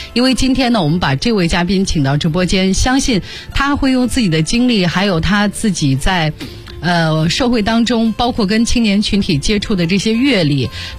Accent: China; 因为对我们中国人来说，可能12月31号这个日子呢并不能代表一年过去了，而只有传统的春节这一天的到来才能代表我们辞旧迎新。

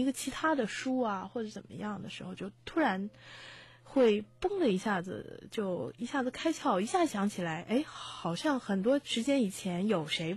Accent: China; 而是更相信我们中国人所说的叫做顺其自然，道法自然

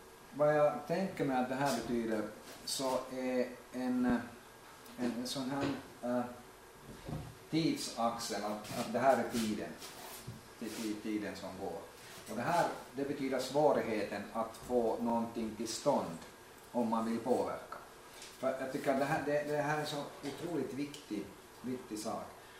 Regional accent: Oravais, Ostrobothnia, Finland; Jag är också hemma från Oravais, Österbotten och Österby. En liten

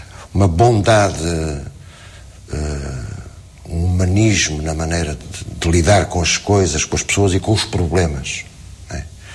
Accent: Portugal; Mas, digamos, não por facto de ser português.

